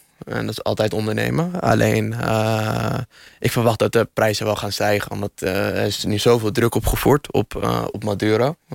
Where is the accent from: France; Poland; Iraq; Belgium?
Iraq; ik kom zelf uit Irak.